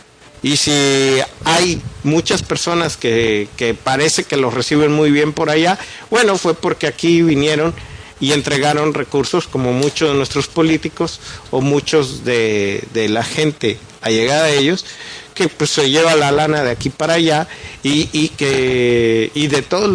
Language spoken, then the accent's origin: Spanish; Mexico; no solo a nosotros como mexicanos, al resto de las poblaciones del mundo